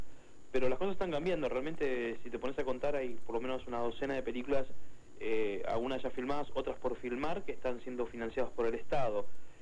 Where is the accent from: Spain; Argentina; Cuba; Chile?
Argentina; hoy me abren las puertas en mi país también por haber hecho películas afuera